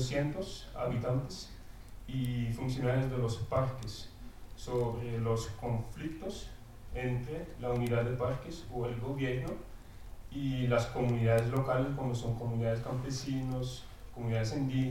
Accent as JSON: {"language": "Spanish", "country": "Belgium", "second_language": "Spanish", "lives_now": "Colombia", "said": "soy belga, no soy holandés como los demás extranjeros aquí. Ya vivo 6 años en Colombia, en un pueblo campesino en el norte del país, en la Sierra Nevada Santa Marta, donde tengo mi esposa y mis 2 niños."}